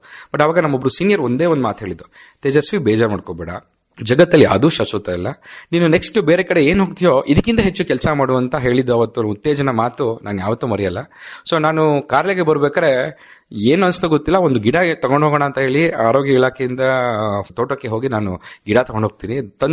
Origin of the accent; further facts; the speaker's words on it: Hassan, Karnataka, India; But ನಾನು ಮೂಲತಃ ಹಾಸನದವನು, ಹಾಸನದಲ್ಲೇ ನಾನು ಮಾಡಬೇಕು ಅಂತ ಹೇಳಿ ಹಾಸನಕ್ಕೆ ಬಂದೆ. ಹಾಸನಕ್ಕೆ ಬಂದು ಈ ತರ ಸರ್ಕಾರಿ ನೌಕರರಾಗಿ ಕೆಲಸ ಮಾಡ್ತಾ ಇದ್ದೀನಿ.